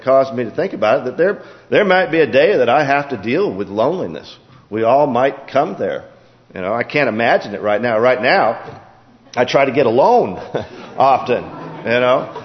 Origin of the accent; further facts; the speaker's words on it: Seattle, Washington, United States; I was born and raised in Seattle and came up here to go to school.